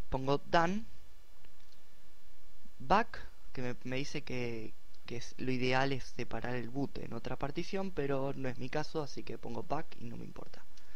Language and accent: Spanish; Argentina; En mi caso es QWERTY LA Latin, ya que soy de Argentina y uso un teclado latinoamericano.